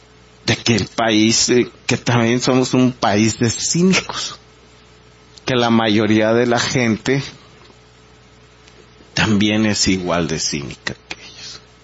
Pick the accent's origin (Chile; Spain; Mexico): Mexico; querer sorprendernos a nosotros como mexicanos diciendo esa palabra